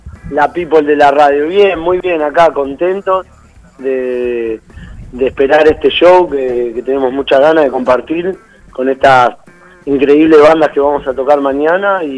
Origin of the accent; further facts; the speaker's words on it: Mar del Plata, Buenos Aires Province, Argentina; nosotros somos oriundos de Mar del Plata, así que estamos en una mini gira acá por la ciudad de Buenos Aires